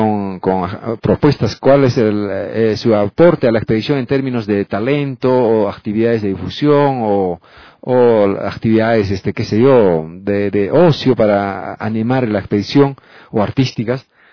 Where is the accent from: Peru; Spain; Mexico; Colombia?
Peru; Porque yo como peruano vengo por unos días y regreso